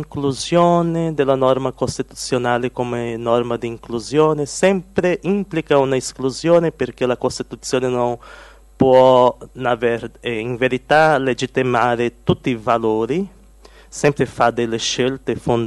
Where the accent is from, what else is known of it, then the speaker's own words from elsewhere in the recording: Brazil; Italian is a second language; sono brasiliano, sono vissuto con la famiglia qualche tempo in Italia.